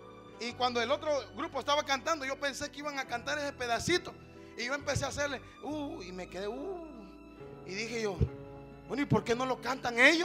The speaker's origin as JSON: {"language": "Spanish", "country": "Honduras", "said": "En mi país, en Honduras, y este mensaje lo van a oír en Honduras. En mi país, Honduras"}